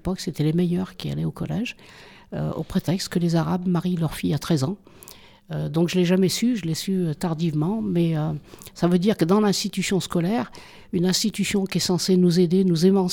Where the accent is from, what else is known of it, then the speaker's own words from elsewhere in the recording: Saint-Étienne, Auvergne-Rhône-Alpes, France; born there; je suis née à Saint-Étienne et comme mes 8 frères et sœurs, mon père était mineur de fond.